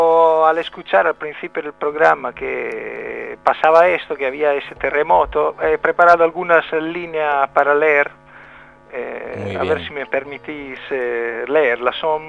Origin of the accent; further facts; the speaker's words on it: Rimini, Emilia-Romagna, Italy; En Rimini, mi ciudad natal.